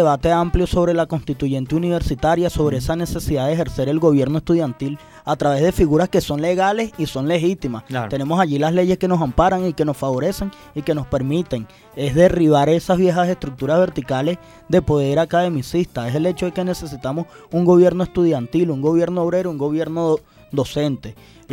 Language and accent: Spanish; Venezuela; como estudiantes, como venezolanos, como ciudadanos